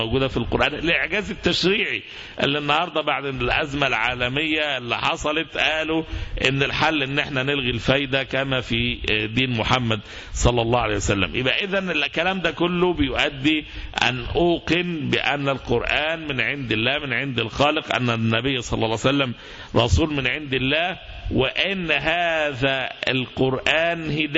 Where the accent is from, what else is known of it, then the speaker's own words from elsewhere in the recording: Egypt; مصطلحات احنا كشعب مصري خوفنا منها فترة كبيرة جدا